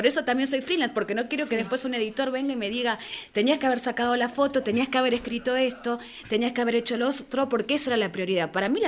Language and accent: Spanish; Argentina; por lo menos como yo, como argentina, para mí tenía esa identificación.